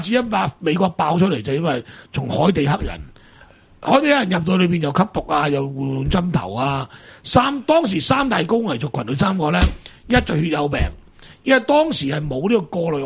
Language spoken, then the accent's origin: Cantonese; Macau; 我哋澳門人好多都中意娶波蘭東歐